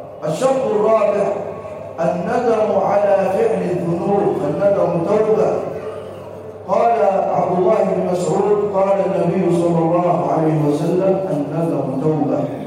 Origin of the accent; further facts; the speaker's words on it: Egypt; واجعل بلدنا مصر راحة للأمن والأمان والسلم والسلام